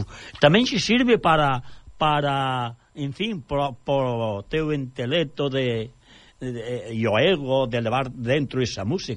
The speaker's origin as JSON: {"language": "Galician", "town": "Navia de Suarna", "region": "Galicia", "country": "Spain", "tie": "born or raised there", "said": "Como dicen alá donde eu son do Concello de Navia de Suarna, ali na falda dos Ancares"}